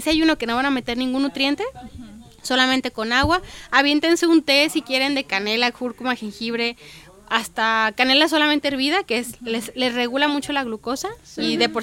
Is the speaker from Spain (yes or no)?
no; Mexico; somos seres humanos, somos mexicanos y tenemos la cultura, no sé, del pozole, de los taquitos.